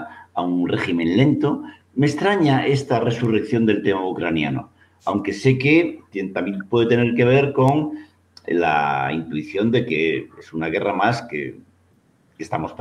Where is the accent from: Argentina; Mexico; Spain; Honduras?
Spain; Galicia; una cuestión que, como gallego, no puedo dejar de pensar.